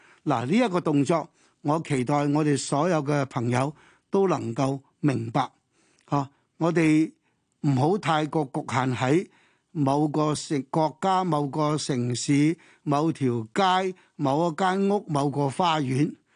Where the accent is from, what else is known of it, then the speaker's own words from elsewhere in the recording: China; 我哋中國人有句説話